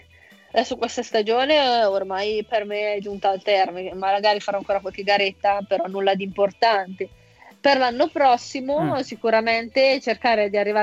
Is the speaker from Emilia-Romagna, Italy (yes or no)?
no; Casalbuttano, Lombardy, Italy; io ho iniziato nel mio paesino di Casalbuttano